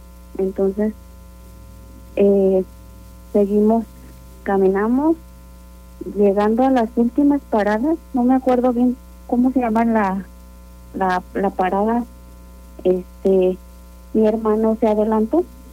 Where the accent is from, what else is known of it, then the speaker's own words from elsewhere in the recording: San Miguel de Allende, Guanajuato, Mexico; nosotros somos originarios aquí de San Miguel de Allende.